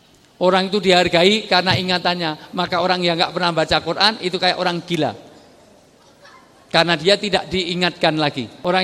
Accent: Java, Indonesia; Saya senang orang Jawa karena saya orang Jawa.

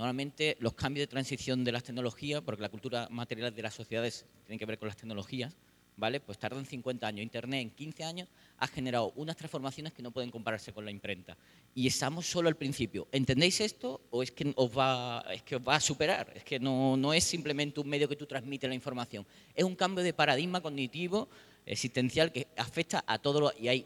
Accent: Malaga, Andalusia, Spain; yo soy de Málaga

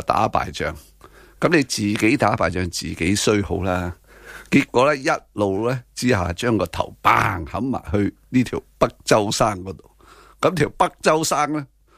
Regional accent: Hong Kong; 所以真系啊，我哋香港人咧真系好幸运啊！

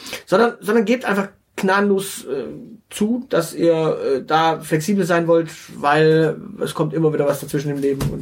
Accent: Baden-Württemberg, Germany; als Schwabe ist man natürlich immer glücklich über ein Buch.

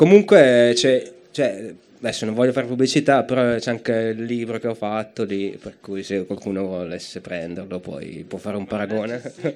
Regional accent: Brescia, Lombardy, Italy; io sono di Brescia.

